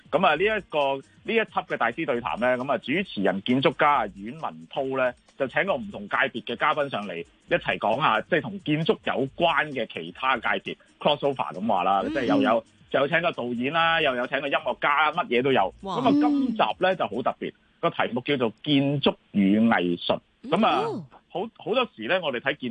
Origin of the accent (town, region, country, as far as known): Hong Kong